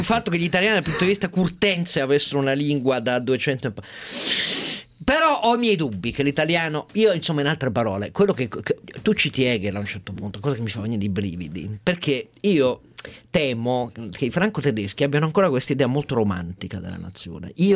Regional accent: Piedmont, Italy; Io del Piemonte sono piemontese, celebro

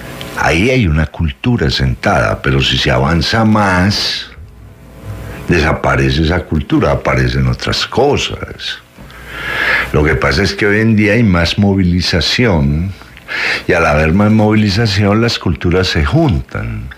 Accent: Colombia; nosotros somos colombianos por cédula, no por identidad.

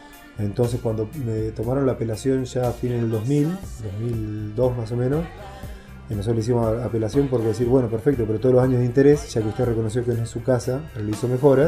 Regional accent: La Pampa, Argentina; moved away

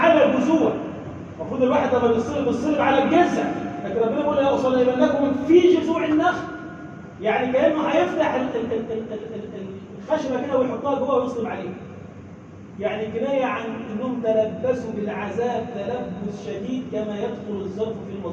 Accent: Egypt; اللهم اجعل بلدنا مصر بلدا امنا، مطمئنا، سخاء، رخاء

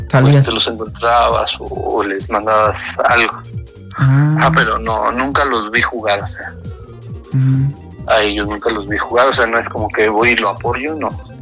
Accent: Mexico; soy el primer mexicano de Mobile.

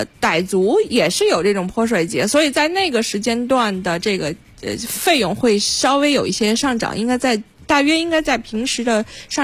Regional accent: China

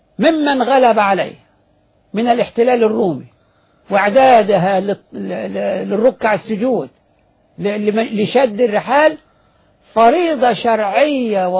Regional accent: Egypt; إحنا مصريين

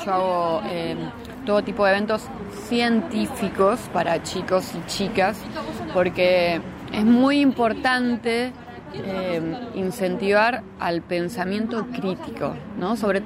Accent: La Plata, Buenos Aires Province, Argentina; Por ahora somos todos platenses, tenemos gente que vive en otros lugares

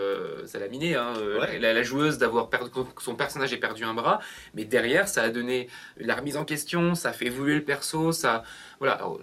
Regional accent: Lyon, Auvergne-Rhône-Alpes, France; on est lyonnais, donc il y a l'Octogone à Lyon

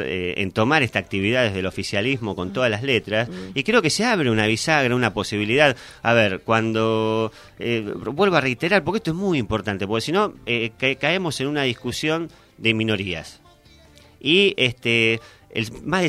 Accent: Argentina; que nos educa como argentinos

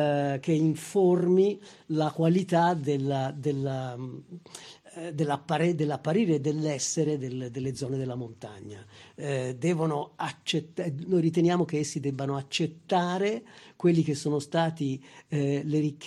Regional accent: Loro Ciuffenna, Tuscany, Italy; certamente anche il mio paese, Loro Ciuffenna e tanti luoghi del Prato Magno

